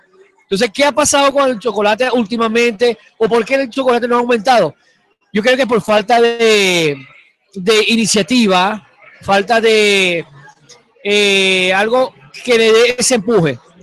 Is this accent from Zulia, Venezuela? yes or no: yes; Cabimas, Zulia, Venezuela; Yo soy natural de Cabima, Estado Zulia.